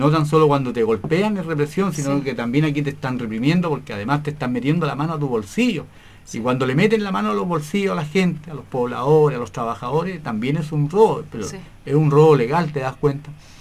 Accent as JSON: {"language": "Spanish", "country": "Chile", "said": "las necesidades básicas que tenemos como familia chilena."}